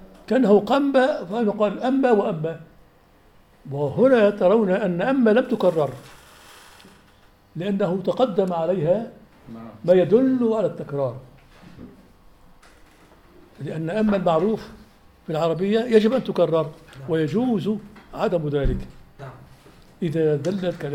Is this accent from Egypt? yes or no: no; Syria; عندما قام الانفصال عندنا في سوريا منذ 50 سنة